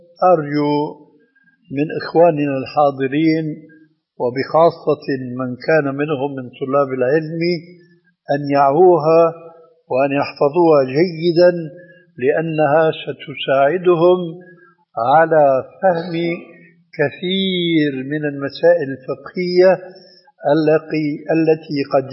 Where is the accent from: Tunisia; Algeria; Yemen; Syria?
Syria; عندنا في الشام يسمى المقدم بالتذكير، ويقلب الذال إلى دال بيقول التذكير.